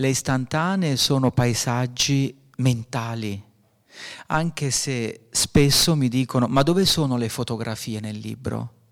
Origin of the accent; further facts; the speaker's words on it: Abruzzo, Italy; moved away as an adult; now in Alto Adige, Italy; sono abruzzese, sono qui da 22 anni.